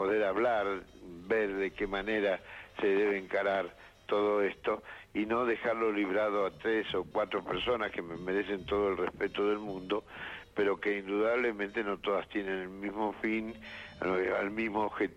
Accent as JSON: {"language": "Spanish", "country": "Argentina", "said": "Yo soy argentino y solamente pienso en el presente"}